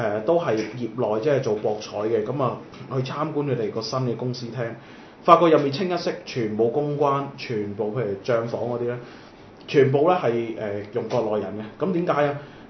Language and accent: Cantonese; Guangzhou, Guangdong, China; 我哋廣州人